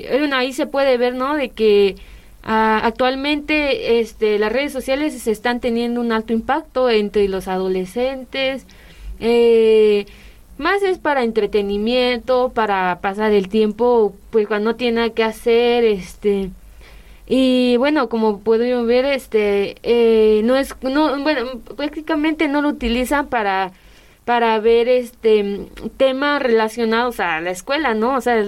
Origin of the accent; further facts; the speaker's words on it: San Cristóbal de las Casas, Chiapas, Mexico; Soy de San Cristóbal de las Casas, Chiapas